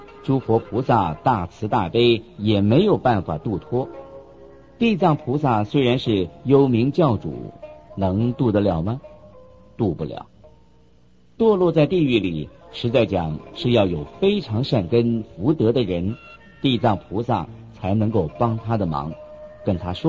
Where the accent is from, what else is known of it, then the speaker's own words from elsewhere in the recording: China; 我们中国人常常自夸有5000年的历史